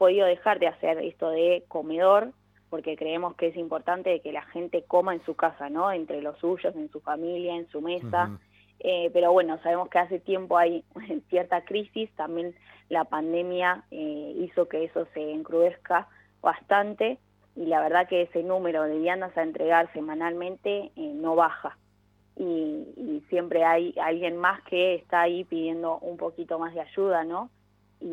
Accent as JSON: {"language": "Spanish", "country": "Argentina", "said": "también las huellas que unen nosotros como ciudadanos, como argentinos"}